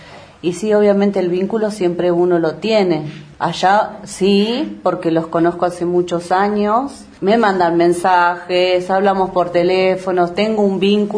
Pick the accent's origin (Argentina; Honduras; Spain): Argentina; Bariloche, Río Negro; Soy de acá de Bariloche.